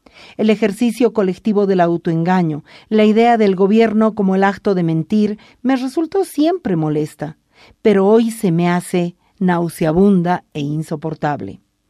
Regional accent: Bolivia; El mar al que yo accedí como boliviana fue una bandera sucia.

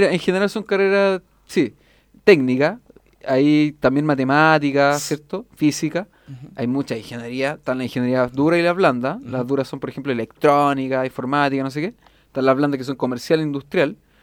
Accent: Valparaíso, Chile; yo vivo en Cerro, yo soy de Cerro Barón, me ponía a mirar el Cerro del Frente, que era Cerro Placeres

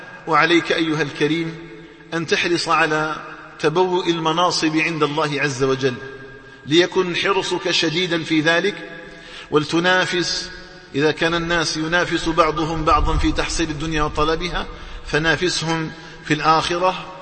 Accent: Algeria; اللهم اجعل بلدنا الجزائر آمنا مطمئنا

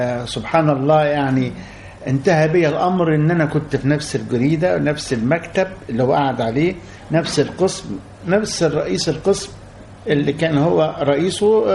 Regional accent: Egypt; moved away as an adult; لأن أنا سافرت من مصر بعد ما أديت الخدمة العسكرية بتاعتي، سافرت من مصر عشان أشتغل في الخليج،

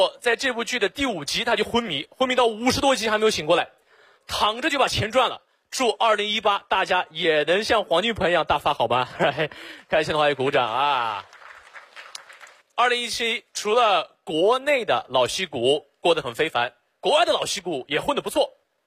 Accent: Xinjiang, China; 我不是老外，我来自新疆，我是维吾尔族啊，就是和那个迪丽热巴特别火的民族。

